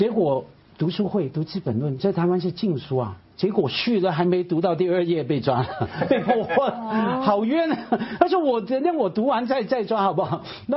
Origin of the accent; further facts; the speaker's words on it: Hong Kong; 我们在香港对我来说就是我的故乡，就是我的未来。